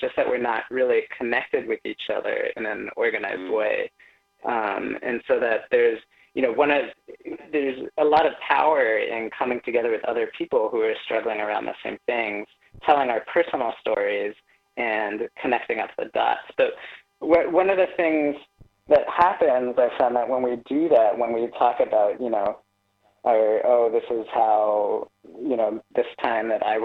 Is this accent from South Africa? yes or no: no; Bay Area, California, United States; also born or lived in Boston / Nashville; I was Born in the Bay Area back in the early 80s and grew up here and back in the Bay now and also in Boston and Nashville. So my family moved around some.